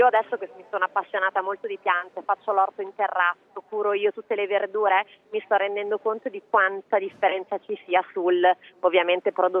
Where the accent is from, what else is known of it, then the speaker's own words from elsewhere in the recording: Campania, Italy; born there; sono nata in Campania con un padre pugliese e una mamma bolognese. Quindi ho avuto questo mix di regioni